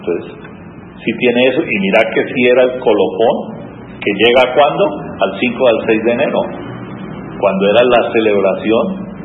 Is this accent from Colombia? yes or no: yes; Popayán, Cauca, Colombia; Nosotros, el que nos criamos en Santa Inés, todas las noches se hacía en una cuadra la novena y cada uno trataba de superar al otro.